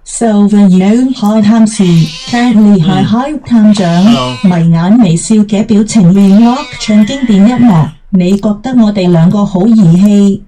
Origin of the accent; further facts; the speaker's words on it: Guangzhou, Guangdong, China; 我系来自广州嘅院员